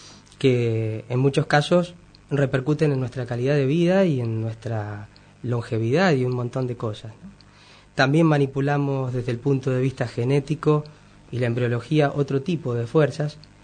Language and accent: Spanish; Mendoza, Argentina; born there; Yo nací en Mendoza